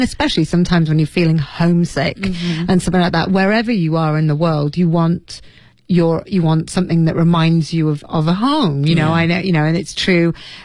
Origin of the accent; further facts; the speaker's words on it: United States; I'm very American.